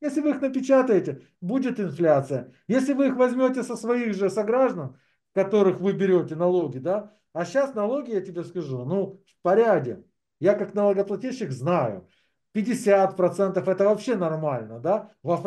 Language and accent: Russian; Ukraine; Я украинец. Я буду за свою страну